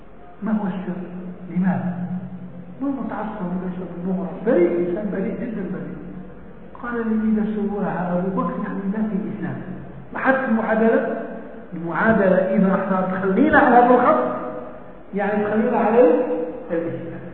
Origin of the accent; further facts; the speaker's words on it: Algeria; هذا عندنا في الجزائر زاوية كبيرة